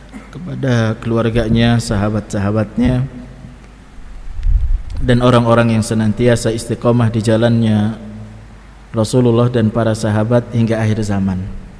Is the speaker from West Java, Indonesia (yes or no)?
no; Brebes, Central Java, Indonesia; Sering disampaikan saya dari Brebes.